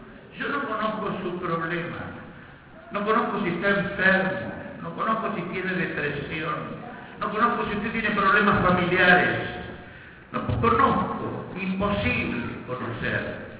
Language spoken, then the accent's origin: Spanish; Buenos Aires, Argentina; yo soy de Capital Federal.